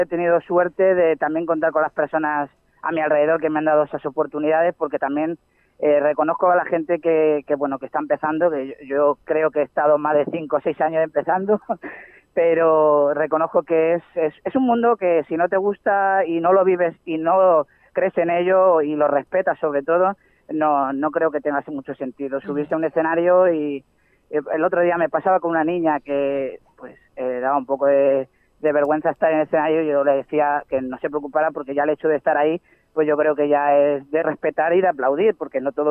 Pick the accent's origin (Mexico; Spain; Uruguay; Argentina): Spain; Seville, Andalusia; Y también a Andalucía, yo que vengo de Sevilla, mi familia todavía vive allí, que me dicen que por eso a lo mejor tengo este...